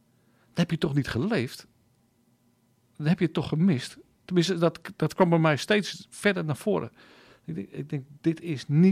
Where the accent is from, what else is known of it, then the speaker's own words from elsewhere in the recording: Loenen aan de Vecht, Utrecht, Netherlands; Ik kom uit Loenen aan de Vecht. Daar woon ik nu al een hele tijd. En daar ging ik ook naar de kerk.